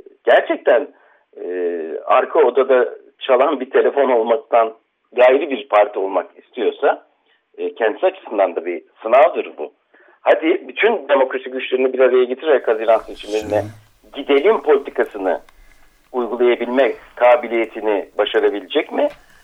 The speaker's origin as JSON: {"language": "Turkish", "town": "Akşehir", "region": "Konya", "country": "Turkey", "said": "Ben Akşehirliyim de biraz ondan dolayı fıkraya takıldım."}